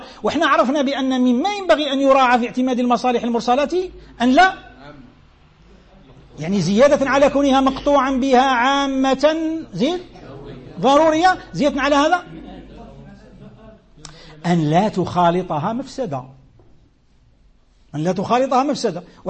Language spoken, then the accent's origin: Arabic; Algeria; ولو القيف كما نسموه احنا عندنا في الجزائر، الوقف